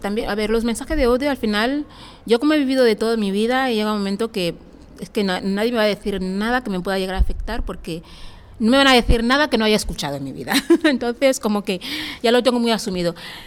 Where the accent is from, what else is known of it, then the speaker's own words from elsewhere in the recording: Equatorial Guinea; ¿de dónde eres? De Guinea Ecuatorial. Habla muy bien el español para ser africana